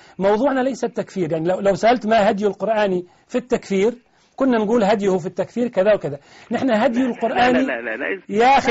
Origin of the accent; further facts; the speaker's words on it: Tunisia; أنا سؤالي اليوم عن الذي يقول عندنا في تونس